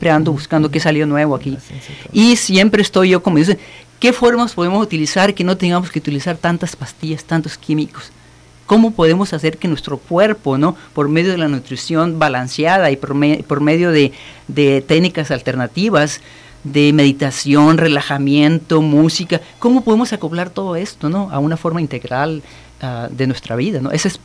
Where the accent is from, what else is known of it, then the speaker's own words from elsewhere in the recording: Rayón, Sonora, Mexico; Yo soy originario de Rayón, Sonora.